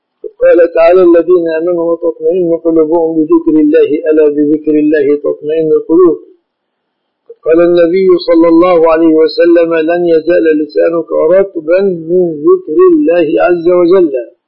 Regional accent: Egypt; في بلادنا مصر الشبكة من الصداق

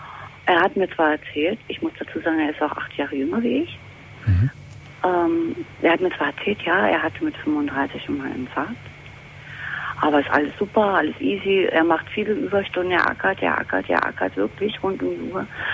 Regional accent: Berlin, Germany; So, mein Thema ist, ich bin aus Berlin.

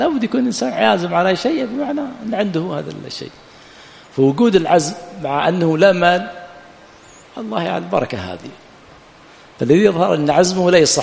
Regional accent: Yemen; بخلاف عندنا في اليمن ينزل المطر يبقى شهرا ما في مصارف له

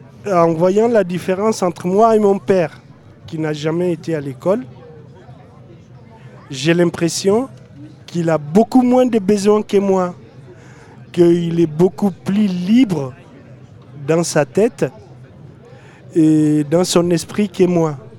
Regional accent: Niger; Je suis Touareg, je viens du Niger. À l'âge de 5 ans, les gendarmes sont venus me prendre pour m'envoyer à l'école. Et de ma famille, était nomade toujours.

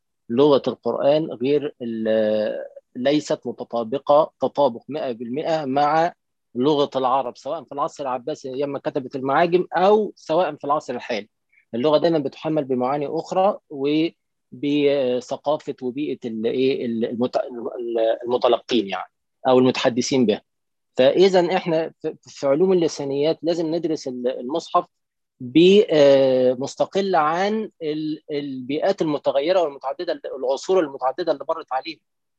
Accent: Egypt; ده مثلا عندنا في مصر

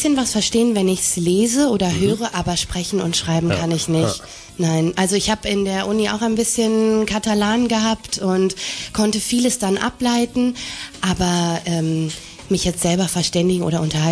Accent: Bielefeld, North Rhine-Westphalia, Germany; now in Augsburg, Germany; Ich komme aus Bielefeld in Nordrhein-Westfalen.

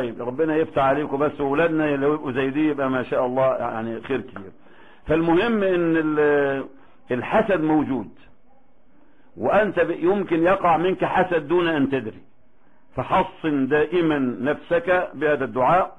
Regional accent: Egypt; احنا خد بالك احنا كمصريين ما عندناش الفقه الحلو قوي اللي انا شفته في عمان

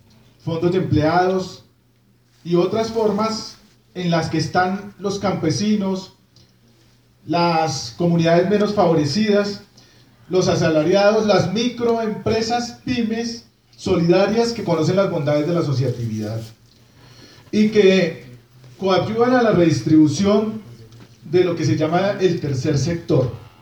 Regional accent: Colombia; como colombianos estamos siempre a mirar la ley

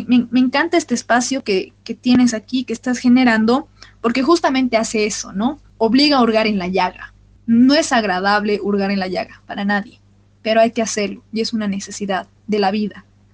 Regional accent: Bolivia; uno de los momentos más difíciles de nuestra historia y de nuestra identidad como bolivianos, como latinoamericanos

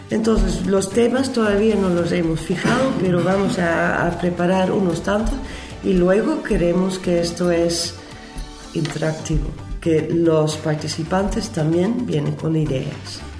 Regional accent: Netherlands; Spanish is a second language; Yo hablo inglés, yo hablo español, pero como holandesa voy aprendiendo de dos partes también

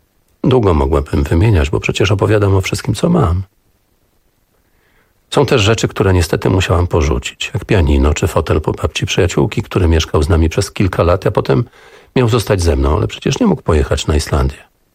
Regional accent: Pomeranian Voivodeship, Poland; ozdobiony po kociewsku, bo pochodzimy z tego regionu Polski

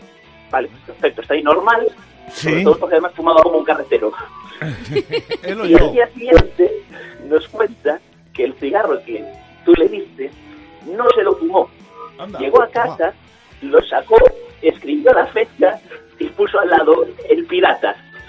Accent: Vigo, Galicia, Spain; Yo soy de Vigo

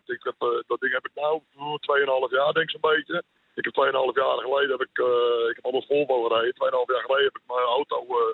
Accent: Beverwijk, North Holland, Netherlands; Beverwijk.

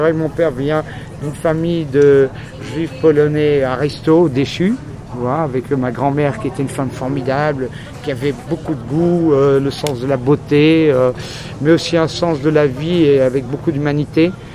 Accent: Paris, Île-de-France, France; also born or lived in Belgium; je suis d'origine parisienne, si tu veux, au départ, avec des origines ashkénazes et séfarades

